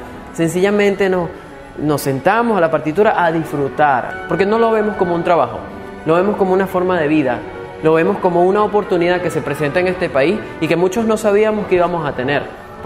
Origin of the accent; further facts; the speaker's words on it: Barquisimeto, Lara, Venezuela; now in Argentina; vengo de la ciudad de Barquisimeto y tengo 1 año acá en Argentina.